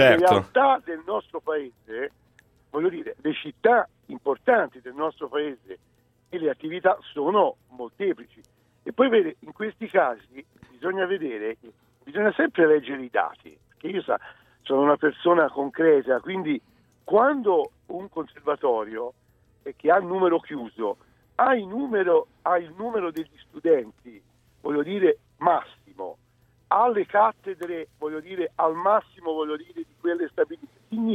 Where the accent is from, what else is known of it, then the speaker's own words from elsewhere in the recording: Livorno, Tuscany, Italy; io sono livornese, quindi... in primis, scusate, metto la mia città che è Livorno